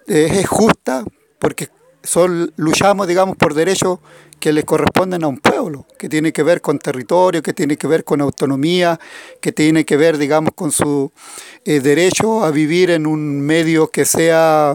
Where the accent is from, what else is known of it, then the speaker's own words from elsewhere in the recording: Huerqueno, Biobío, Chile; soy de Huerqueno, mensajero de las comunidades de la zona de Arauco.